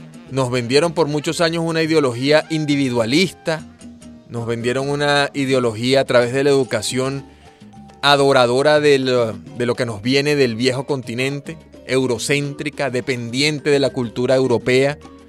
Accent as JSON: {"language": "Spanish", "country": "Venezuela"}